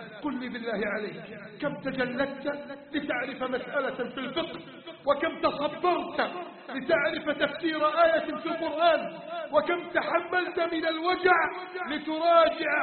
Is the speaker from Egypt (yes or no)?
yes; Egypt; بلدنا مصر